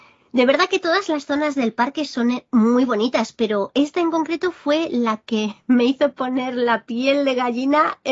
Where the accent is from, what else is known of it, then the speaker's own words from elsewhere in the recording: Barcelona, Catalonia, Spain; Barcelona, mi tierra natal.